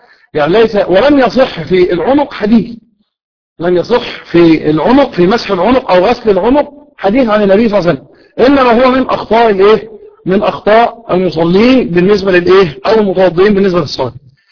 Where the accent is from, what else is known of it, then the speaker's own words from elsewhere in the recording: Kafr El Sheikh Governorate, Egypt; قلت له انا من كفر الشيخ.